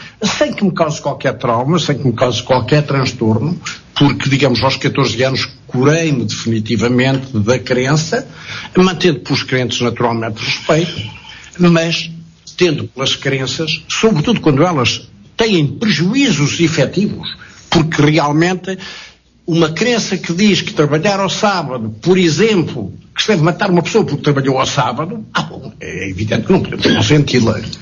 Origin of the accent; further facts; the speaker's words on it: Beira, Portugal; como nasciam católicas nas aldeias da Beira, onde eu fui criado